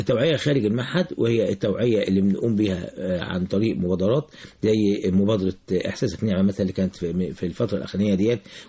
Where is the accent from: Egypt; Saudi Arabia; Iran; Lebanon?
Egypt; على مستوى العالم كله مش عندنا في مصر بس